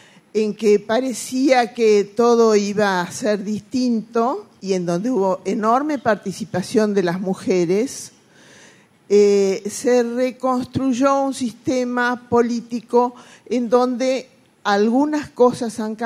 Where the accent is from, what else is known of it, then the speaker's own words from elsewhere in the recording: Argentina; from de Argentina. Voy a hablar en español.